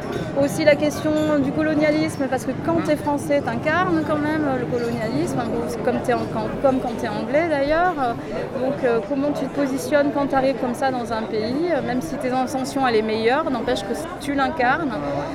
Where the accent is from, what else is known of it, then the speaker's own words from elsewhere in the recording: Rueil-Malmaison, Île-de-France, France; born there; Non, je suis née à Rueil-Malmaison, c'est à 20 km de Paris.